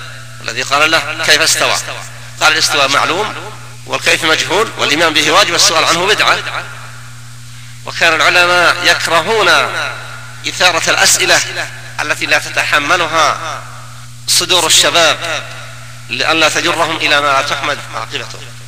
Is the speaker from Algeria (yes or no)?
no; Najd, Saudi Arabia; ولم يكن عندنا في نجد وفي المملكة دعوة تبليغ